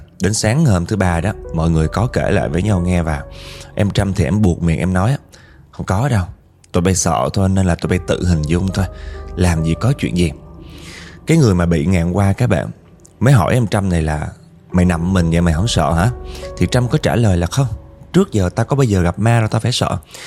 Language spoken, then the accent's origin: Vietnamese; Northern Vietnam, Vietnam; now in Da Nang, Vietnam; Em thì là người Bắc và hiện tại đang sinh sống học tập ở Đà Nẵng nha.